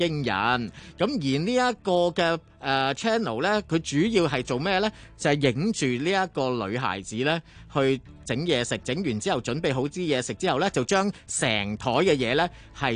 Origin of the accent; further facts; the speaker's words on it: Hong Kong; 我系香港人。